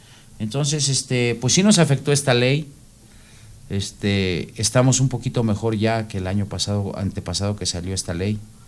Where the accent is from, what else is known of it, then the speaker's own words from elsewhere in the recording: Mexico; Nosotros somos mexicanos y podemos habitar en China. Nuestra hábitat es México